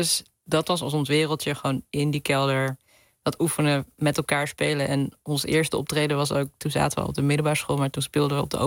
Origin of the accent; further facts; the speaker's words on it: Hilversum, North Holland, Netherlands; Ik ben opgegroeid hier in de buurt, in de Hilversumse Meent. Het is een heel klein deel wat officieel van Hilversum is, maar het ligt tegen Bussum aan.